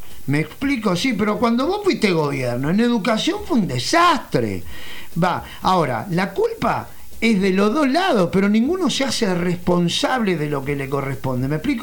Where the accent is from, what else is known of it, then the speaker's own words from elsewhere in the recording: Montevideo, Uruguay; yo soy de Montevideo, pero acá departamentalmente pasa exactamente lo mismo